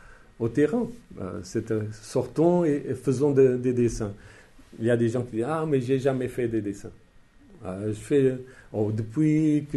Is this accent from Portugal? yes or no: yes; Portugal; Mais J'ai dit, bon, je suis portugais.